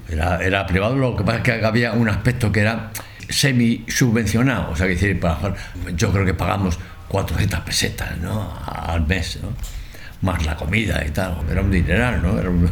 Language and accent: Spanish; Madrid, Community of Madrid, Spain; born there; realmente yo nací en Chamberí. En Chamberí.